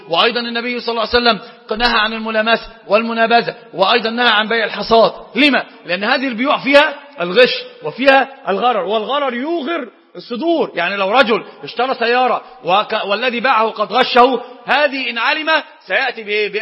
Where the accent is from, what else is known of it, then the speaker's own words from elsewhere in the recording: Iraq; طبعا دي مش مثل المفتاح عندنا في العراق من الإمام